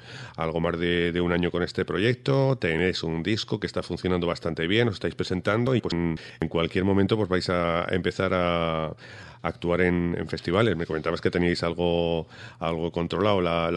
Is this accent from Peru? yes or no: no; Huesca, Aragon, Spain; yo soy de Huesca.